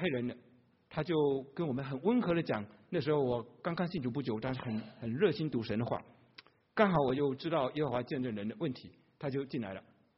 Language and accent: Chinese; China; 不知道为什么他是后来知道我们是中国人，就请会说中文的就来了。